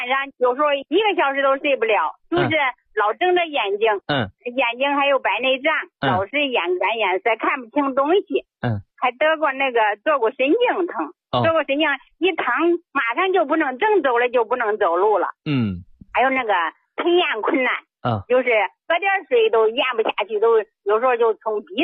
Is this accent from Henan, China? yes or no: yes; Zhengzhou, Henan, China; 我今年69岁了，我是郑州的。